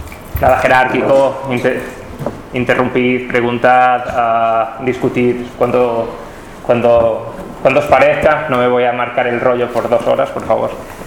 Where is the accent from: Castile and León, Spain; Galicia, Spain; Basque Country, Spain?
Galicia, Spain; moved away as an adult; now in Florence, Italy; soy gallego, pero trabajo en Florencia, en Italia.